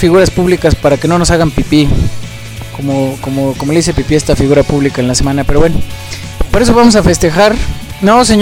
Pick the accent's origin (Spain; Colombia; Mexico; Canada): Mexico; de lo típicos que somos los mexicanos